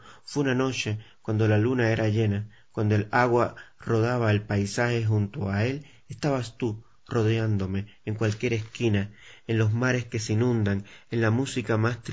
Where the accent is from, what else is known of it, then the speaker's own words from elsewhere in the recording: Holguín, Cuba; born there; en Ediciones Holguín, en mi provincia natal, en el oriente del país, en Cuba.